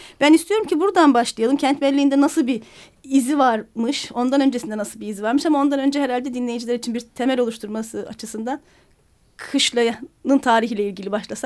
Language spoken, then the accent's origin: Turkish; Istanbul, Turkey; Benim çocukluğum Harbi Elmadağ'da geçti.